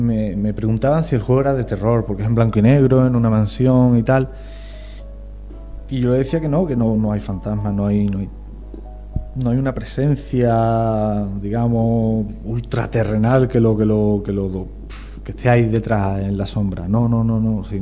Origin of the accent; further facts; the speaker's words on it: La Puebla de Cazalla, Andalusia, Spain; y en mi pueblo, en la Puebla de Cazalla, hubo un pequeño terremoto.